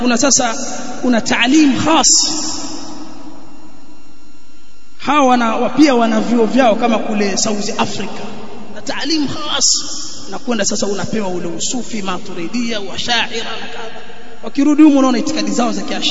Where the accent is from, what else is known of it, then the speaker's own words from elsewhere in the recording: Pangani, Tanga Region, Tanzania; wanaziasisi sasa hivi kule kwetu Pangani